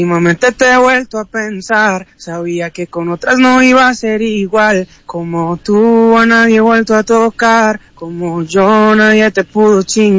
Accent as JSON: {"language": "Spanish", "town": "Envigado", "region": "Antioquia", "country": "Colombia", "said": "productores de Envigado, de donde yo soy de Envigado."}